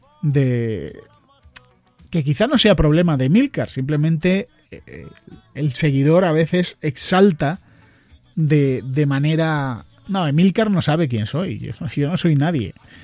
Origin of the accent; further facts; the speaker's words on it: Granada, Andalusia, Spain; Es la fama que tenemos los de Granada. Somos los gallegos de Andalucía.